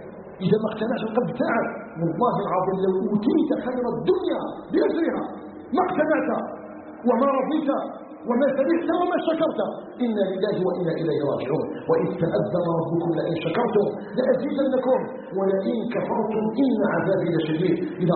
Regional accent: Algeria; أسأله تبارك وتعالى أن يجعل بلدنا الجزائر بلدا آمنا مطمئنا

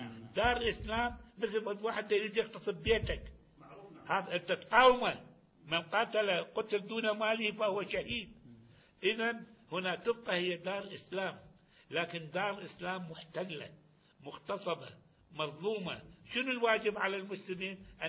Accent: Kuwait; هذا عرفنا احنا من الكويت

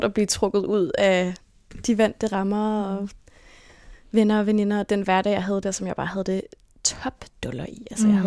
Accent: Copenhagen, Capital Region of Denmark, Denmark; jeg er vokset op på Amager. Født og opvokset på Amager. Og der boede jeg indtil jeg var 12-13 år, hvor mine forældre solgte vores hus.

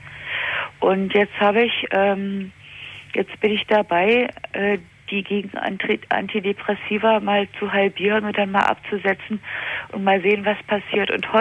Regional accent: East Germany, Germany; Also ich bin in der DDR aufgewachsen

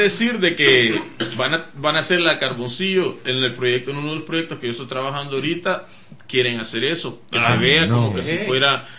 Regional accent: El Salvador; Pues yo crecí con eso en El Salvador.

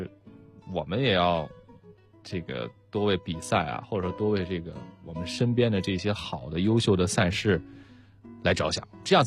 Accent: Beijing, China; 我们生活成长在北京的一种热爱

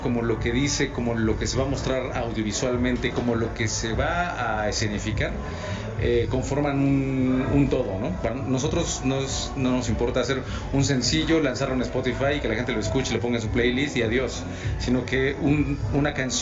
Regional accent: Mexico; porque hay canciones que están en francés, sin embargo, somos mexicanos.

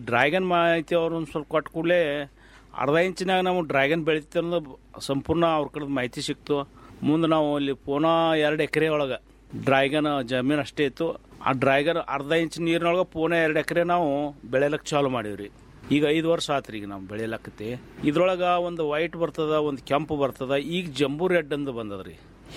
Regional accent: Ratnapur, Karnataka, India; ನಮ್ಮ ಊರು ರತ್ನಾಪುರ, ತಾಲೂಕು ತಿಕೋಟ, ಜಿಲ್ಲಾ ಬಿಜಾಪುರದವ್ರು.

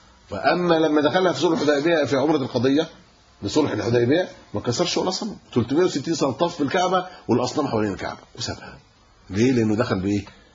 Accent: Egypt; انا كمصري ممكن اروح

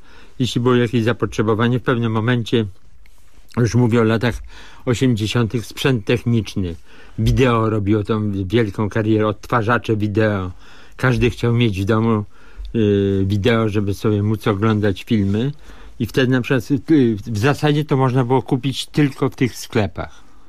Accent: Tomaszów Mazowiecki, Łódź Voivodeship, Poland; born there; Ja na przykład pamiętam, że się urodziłem w Tomaszowie Mazowieckim w tamtych czasach

